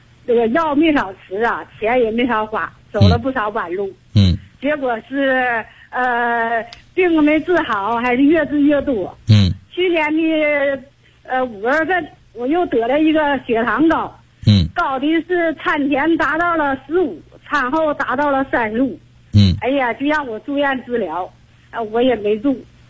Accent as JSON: {"language": "Chinese", "town": "Shenyang", "region": "Liaoning", "country": "China", "tie": "born or raised there", "moved": "as an adult", "lives_now": "Dongguan, China", "said": "我是来自广东东莞的一名学员。我的老家是在辽宁沈阳。去年我老伴儿调到这边工作，我就跟着到这边来了。"}